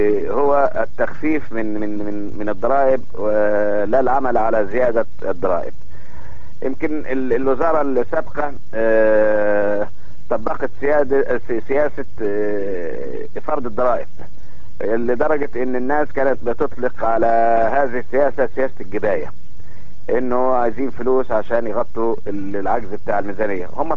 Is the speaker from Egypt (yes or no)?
yes; Egypt; او بيخلي الناس تتفائل عندنا في مصر هنا